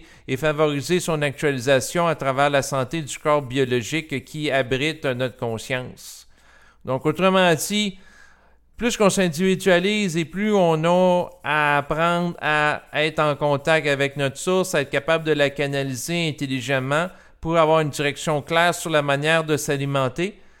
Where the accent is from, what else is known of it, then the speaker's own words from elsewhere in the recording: Canada; Entre autres au Canada, parce que je suis Canadien.